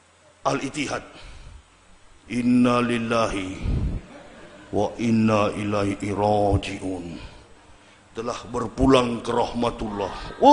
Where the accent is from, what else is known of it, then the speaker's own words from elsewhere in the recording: Manado, North Sulawesi, Indonesia; dia orang Manado, saya juga orang Manado